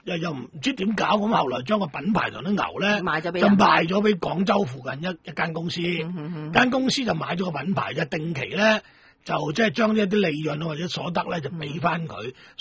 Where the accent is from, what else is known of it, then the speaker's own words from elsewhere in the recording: Hong Kong; 呢个就属于我哋普通我哋香港人认识嘅英国。